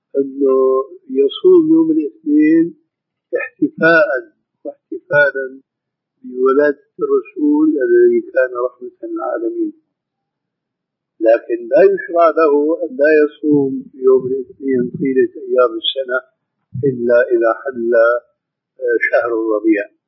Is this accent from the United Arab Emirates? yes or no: yes; United Arab Emirates; الان نجد بعض الناس عندنا في الامارات يصومون